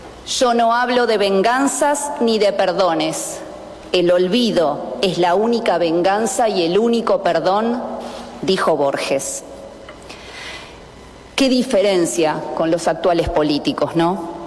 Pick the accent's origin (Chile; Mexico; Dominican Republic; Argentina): Argentina; No somos pocos los argentinos que, aún compartiendo en poco, en mucho o en nada sus ideas, valoramos el coraje y el patriotismo